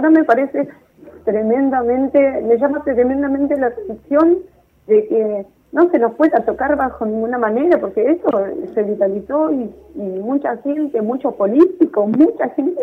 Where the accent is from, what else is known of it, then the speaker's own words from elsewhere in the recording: Florencio Varela, Buenos Aires Province, Argentina; porque yo ahí en Varela, somos de Varela, vivimos